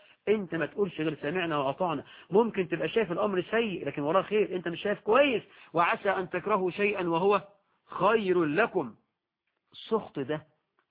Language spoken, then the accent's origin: Arabic; Egypt; فأمثالنا احنا كمصريين يقولوا